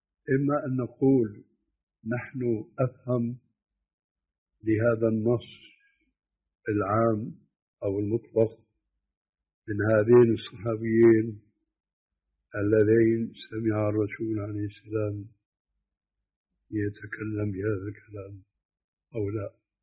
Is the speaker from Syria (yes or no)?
yes; Syria; قد مثلا لما كان يقوم الخلاف عندنا في سوريا بين أئمة المساجد المؤذنين